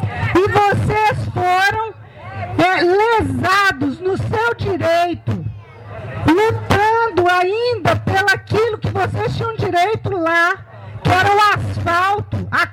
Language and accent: Portuguese; Belo Horizonte, Minas Gerais, Brazil; eu também não sou de Mariana, sou de Belo Horizonte, mas tive a grata satisfação de viver durante um ano na comunidade de Bento Rodrigues.